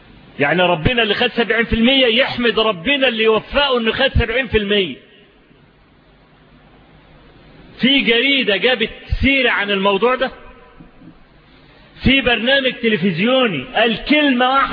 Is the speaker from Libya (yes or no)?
no; Egypt; ان الفضائيات عندنا في مصر فتحت تونس